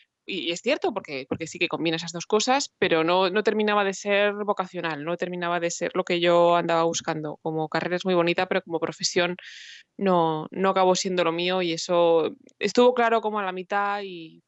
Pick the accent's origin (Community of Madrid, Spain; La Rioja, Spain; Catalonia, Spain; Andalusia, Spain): Community of Madrid, Spain; Madrid; Yo soy originalmente de Madrid